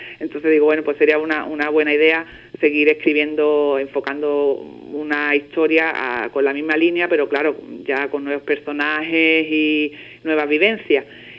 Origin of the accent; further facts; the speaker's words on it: Ubrique, Andalusia, Spain; Os vais a sorprender cuando lo leáis porque aparece mi pueblo por todos los rincones, vamos. En la vida real de la niña, pues aparece Ubrique, pues en toda su esencia, vamos.